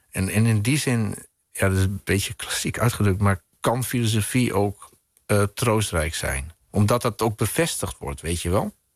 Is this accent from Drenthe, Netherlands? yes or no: no; Friesland, Netherlands; Nou, op de vlakten van Friesland, hè, waar ik vandaan kom. Dus over leegte gesproken, dit is het ultieme lege landschap. Want ik kom ook nog eens behoorlijk uit het noorden van Friesland zelf.